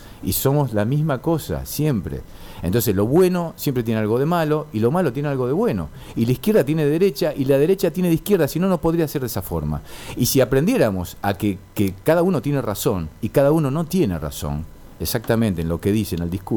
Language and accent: Spanish; Rosario, Santa Fe, Argentina; born there; also born or lived in Buenos Aires; Yo nací en Rosario, pero Buenos Aires es, a ver, es mi hogar.